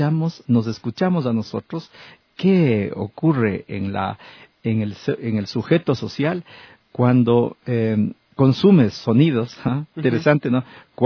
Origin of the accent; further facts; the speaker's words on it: Ecuador; me ha definido a mí como ecuatoriano